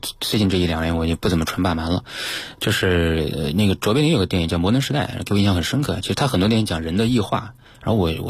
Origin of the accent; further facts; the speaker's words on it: Changde, Hunan, China; 所以当时是跑回到这个我老家常德